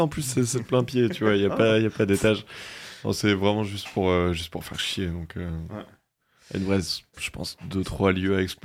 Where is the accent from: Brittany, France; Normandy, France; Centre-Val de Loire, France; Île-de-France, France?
Brittany, France; Brest; now in Rennes, France; je viens de Brest, mais récemment, je me suis installé à Rennes.